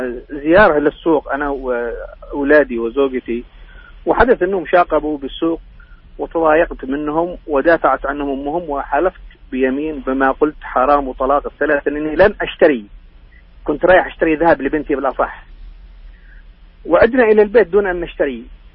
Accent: Yemen; now in Jeddah, Saudi Arabia; السؤال الثالث يعني يمني، دخلت إلى حدود المملكة قبل شهرين

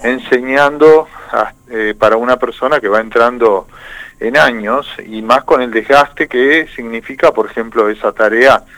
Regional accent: Santa Fe, Argentina; atenta contra los derechos de todos nosotros como santafesinos

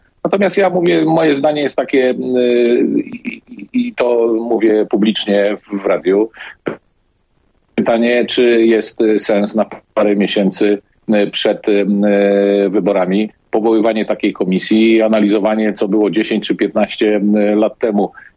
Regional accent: Szczecin, West Pomeranian Voivodeship, Poland; Ja na szczęście jestem ze Szczecina, więc nie mam tego typu problemu.

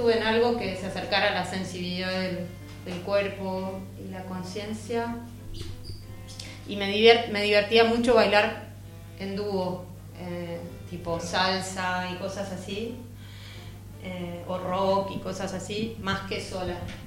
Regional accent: Buenos Aires, Argentina; born there; Nací en Buenos Aires, sí.

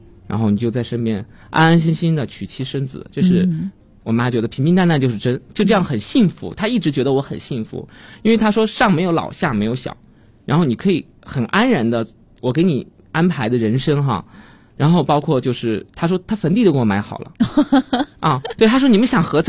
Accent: Chengdu, Sichuan, China; also born or lived in Xi'an; 当时因为我们家是成都的，然后我是在成都长大的嘛，可以说成都和西安两个家吧，都有家。

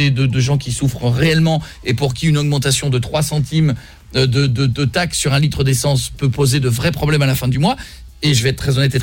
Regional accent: Marle, Hauts-de-France, France; Marle, c'est là où j'ai grandi.

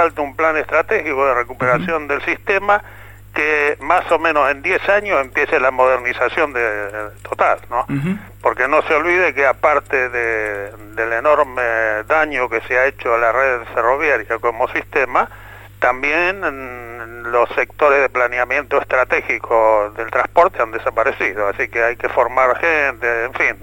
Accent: Argentina; Yo, como argentino, quiero saber qué pasó con el resto.

